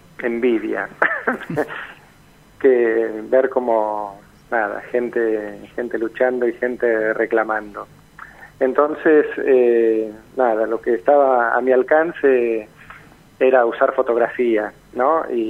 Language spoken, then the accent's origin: Spanish; La Plata, Buenos Aires Province, Argentina; Yo, que soy platense, pero no vivo en La Plata